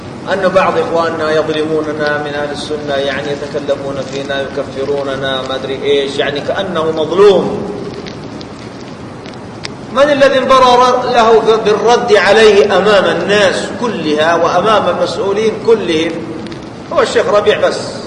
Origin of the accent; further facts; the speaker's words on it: Saudi Arabia; الحوار الوطني هنا عندنا في السعودية